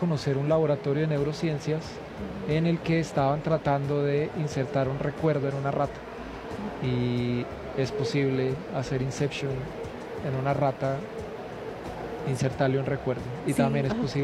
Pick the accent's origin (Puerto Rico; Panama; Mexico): Puerto Rico; de música crecí, mi niñez transcurrió en Puerto Rico, entonces quedé infectado de la salsa